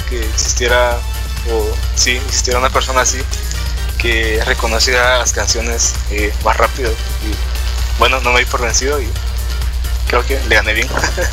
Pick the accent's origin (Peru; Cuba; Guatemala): Guatemala; Sí, soy de Guatemala. Bueno, sí, soy guatemalteco. Sí, sí. De un país pequeño relativamente.